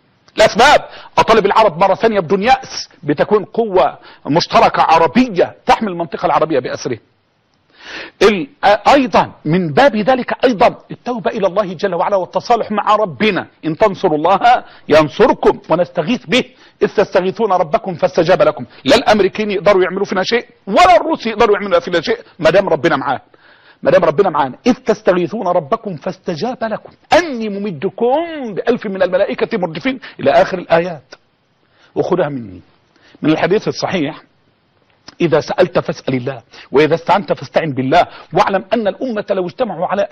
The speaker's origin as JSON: {"language": "Arabic", "country": "Egypt", "said": "يعني احنا كمصريين نعاني قلاء، نعاني بلاء"}